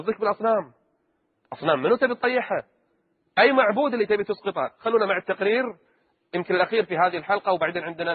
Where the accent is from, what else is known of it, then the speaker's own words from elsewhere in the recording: Kuwait; منع الاختلاط في كل مراحل التعليم عندنا في الكويت